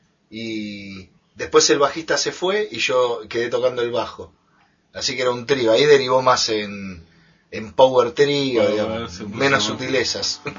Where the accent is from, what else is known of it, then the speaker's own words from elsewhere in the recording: Buenos Aires, Argentina; yo soy de Buenos Aires. … del barrio de Mataderos